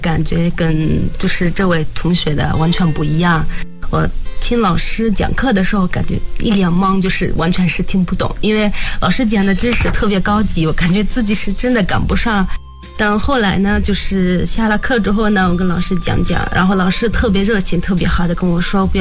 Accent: Jordan; Chinese is a second language; now in China; 我是北大新闻传播学院的演艺新生。

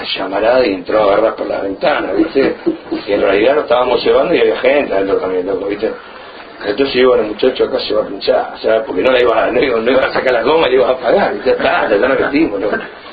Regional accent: Centenario, Neuquén, Argentina; yo soy de Centenario, que está a 7 kilómetros de la fábrica, y a 7 kilómetros está Neuquén Capital.

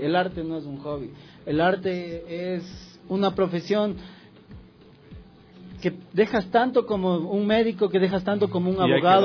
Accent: Ecuador; nos ayudemos como ecuatorianos que somos

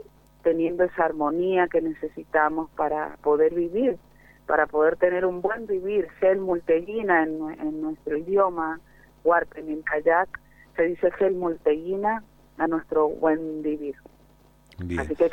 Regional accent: Lavalle, Mendoza, Argentina; en varios departamentos, actualmente Las Heras y La Valle, pero somos originarios de La Valle, de Lagunas del Guanacache, de una parte de los bañados de Guanacache que se llama Laguna La Balsita.

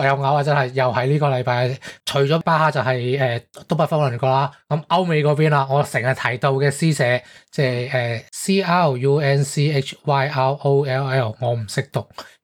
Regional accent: Hong Kong; 我哋香港人其实都几睇得惯台湾嘅动画同漫画翻译嘅

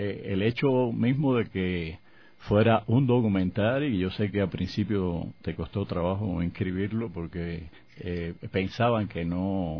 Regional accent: Cuba

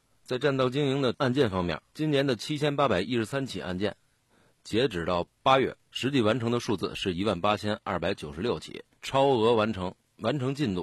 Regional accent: Beijing, China; 夏天咱们北京人都喜欢吃烤串。

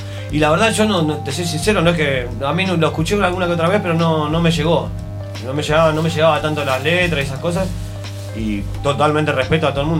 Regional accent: Buenos Aires, Argentina; de donde yo soy, ¿no? Que soy ahí de Buenos Aires. Y fue saliendo así todo, la verdad. Estaba viviendo en Barcelona en ese momento.

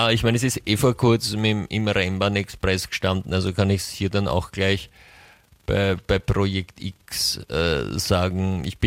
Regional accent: United States; German is a second language; Da weißt du dann nicht immer als Amerikanerin, wo du bist.

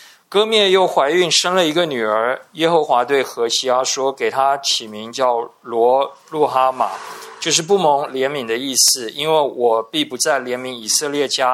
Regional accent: Taiwan; 我们台湾人是很重视姓名的

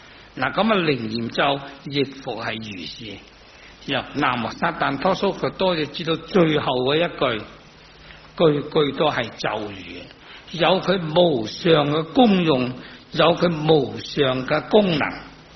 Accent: China; 每一个人我哋系中国人

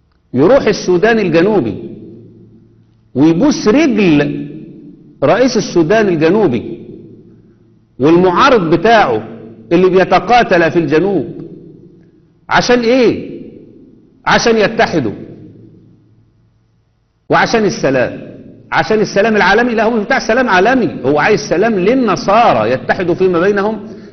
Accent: Egypt; اللي عندنا في مصر

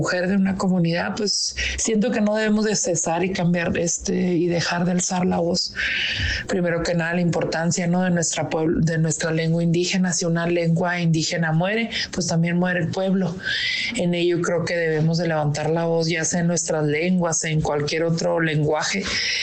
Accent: Chihuahua, Mexico; soy de Chihuahua, de la Sierra Noroeste, de la comunidad Pimahua.

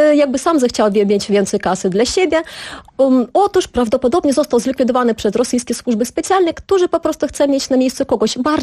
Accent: Ukraine; Bo jako Ukrainka się i cieszyłam

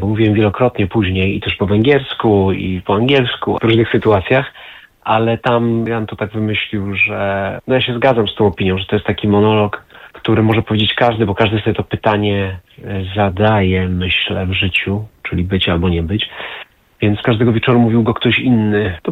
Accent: Oświęcim, Lesser Poland, Poland; born there; Też może dlatego, że ja urodziłem się w Oświęcimiu.

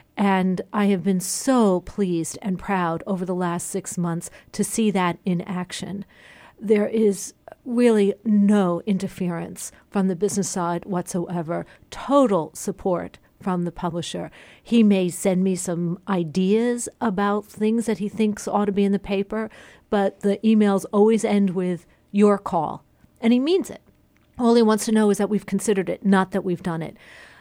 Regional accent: Philadelphia, Pennsylvania, United States; I come from Philadelphia

